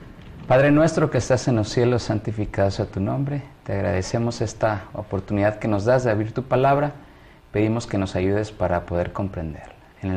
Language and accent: Spanish; Mexico; Y nosotros como mexicanos, lo que mamá dice, pues vale